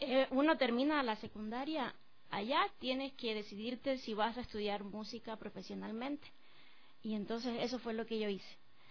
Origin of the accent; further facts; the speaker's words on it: Cuba; now in Ecuador; Yo soy, yo nací en Cuba, sí, soy cubana y hace poco me tuve la dicha de también hacerme ecuatoriana, me hice la nacionalidad por naturalización, estoy casada con un ecuatoriano